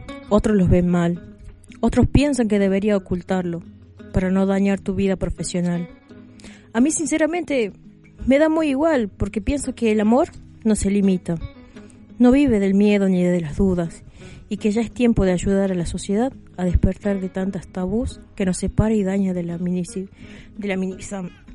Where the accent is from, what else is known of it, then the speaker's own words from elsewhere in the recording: Salta, Argentina; now in La Rioja, Argentina; Soy un militante de la ciudad de La Rioja. No soy de aquí, soy de Salta.